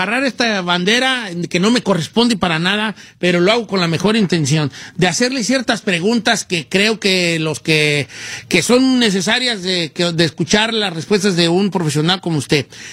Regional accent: Mexico; Como latinos, como machos mexicanos, nunca se enseña a gestionar nuestras emociones.

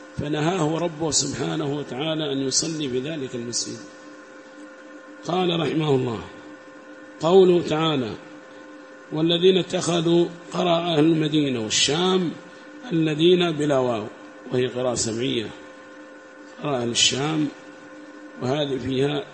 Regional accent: Yemen; وأما عندنا في اليمن ربما صلوا تقية

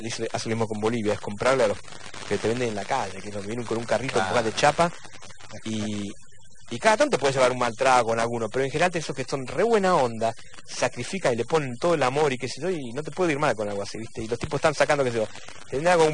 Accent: Argentina; por lo jodido que era como argentino, ¿viste?

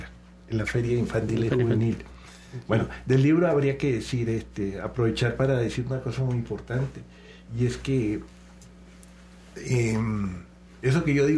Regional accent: Colombia; now in Mexico; Yo me siento muy, muy colombiano, pero cada vez más mexicano.

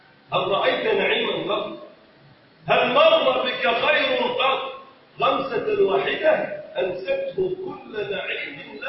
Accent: Egypt; اللهم ارفع عن بلدنا مصر الغلاء والبلاء والوباء.

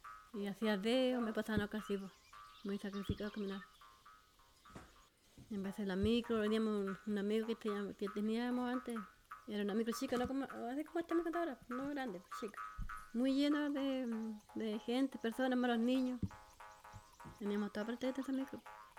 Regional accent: Bonifacio, Los Ríos, Chile; tengo 49 años. Yo nací en Bonifacio, me crié con mi abuelita, ya me crié con mi abuela, mis primos, mi hermano y tío. Allá fue, ahí está mi raíz.

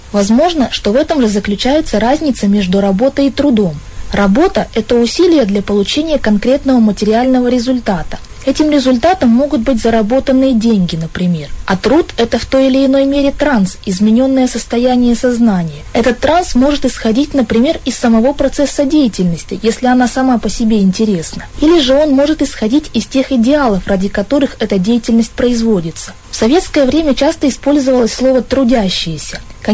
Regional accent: Chelyabinsk, Chelyabinsk Oblast, Russia; я из Челябинска.

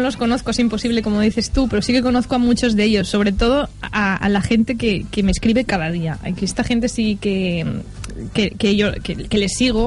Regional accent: Benigànim, Valencian Community, Spain; ahora mismo estoy viviendo en Benigànim, que es mi pueblo, en casa de mis padres.

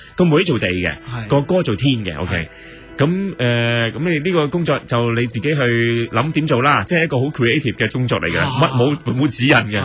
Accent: China; 其实我哋中国人以前都系武权噶，系武系社会嚟嘅

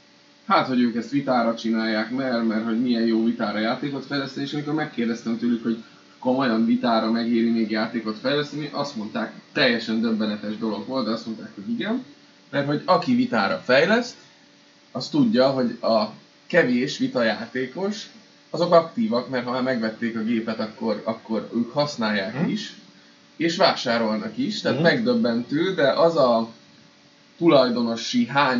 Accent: Budapest, Hungary; Tehát azért budapestiként találkozol külföldiekkel

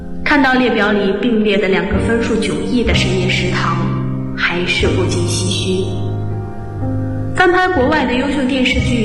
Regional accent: Guangzhou, Guangdong, China; now in Nanjing, China; 来自广东广州。我在南京大学，距离我的家乡1267公里。

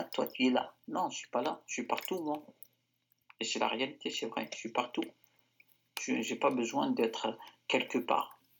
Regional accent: Algeria; J'ai grandi en Algérie. J'allais visiter l'Europe, et j'y retournerai en Algérie, de toute façon.

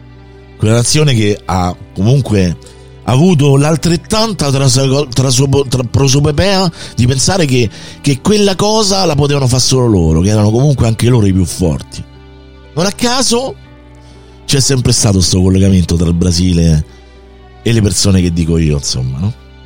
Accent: Rome, Lazio, Italy; sono nato e cresciuto a Roma

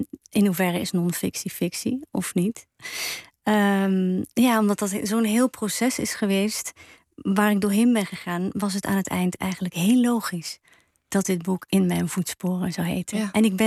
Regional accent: Ghent, Flanders, Belgium; Ik ben opgegroeid in België en dat is altijd wel mij ingeprent van wees vooral bescheiden. Of zoals we in Gent zeggen, geen een dikke nek krijgen.

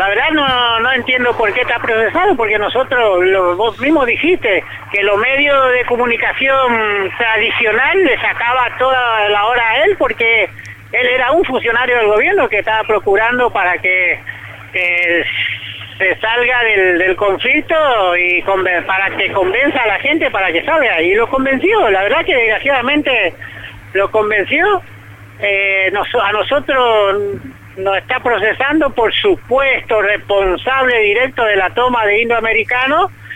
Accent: Paraguay; Yo vengo de Paraguay

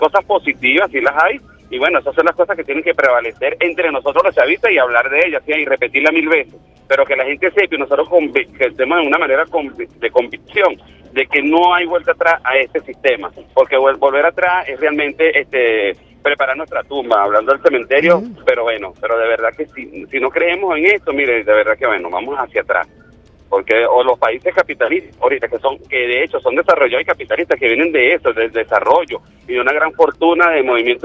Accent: Venezuela; nosotros como venezolanos podamos entender

